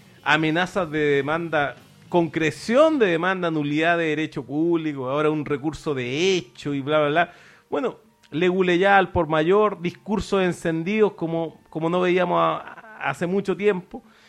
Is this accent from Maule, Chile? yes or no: no; Santiago, Santiago Metropolitan Region, Chile; Santiago siempre es horrible, en todo caso, si no es el calor es el frío. De todas maneras pasé rabia como santiaguino buscando unas pilas